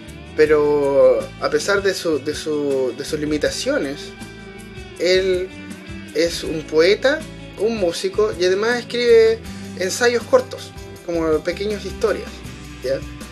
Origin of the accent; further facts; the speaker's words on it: Chile; yo sé que en mi país, en Chile, no sé por qué razón nos importa tanto lo que piensan los gringos.